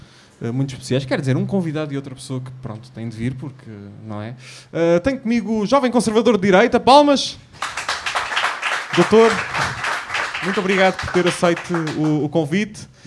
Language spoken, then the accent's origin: Portuguese; Aveiro, Portugal; now in Lisbon, Portugal; não estou em Lisboa, estou em Aveiro. A minha terra natal. Aveiro!